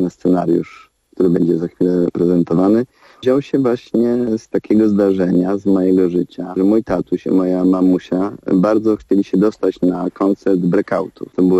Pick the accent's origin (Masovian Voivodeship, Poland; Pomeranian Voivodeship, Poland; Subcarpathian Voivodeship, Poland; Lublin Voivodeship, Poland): Subcarpathian Voivodeship, Poland; Rzeszów; Pochodzę z Rzeszowa, gdzie urodził się … czyli nasz legendarny blues rockowy muzyk.